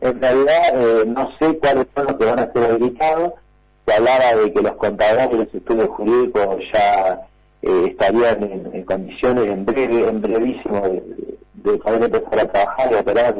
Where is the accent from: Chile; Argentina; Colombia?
Argentina; También como somos los argentinos, nunca hacemos del todo bien las cosas